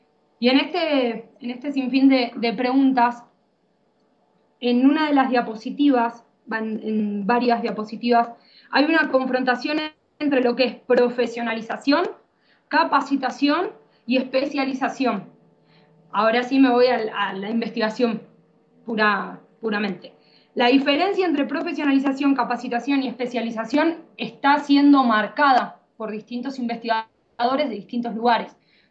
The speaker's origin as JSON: {"language": "Spanish", "country": "Argentina", "said": "ejercí dando clases en Argentina, soy argentina"}